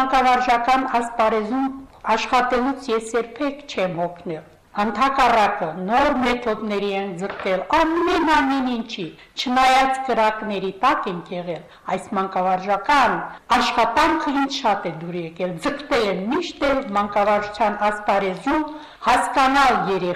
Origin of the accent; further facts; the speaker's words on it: Nerkin Horatagh, Nagorno-Karabakh, Azerbaijan; Ծնվել եմ Լեռնային Ղարաբաղի Ինքնավար Հանրապետության Մարտակերտի շրջանի Ներքին Հորաթակ գյուղում։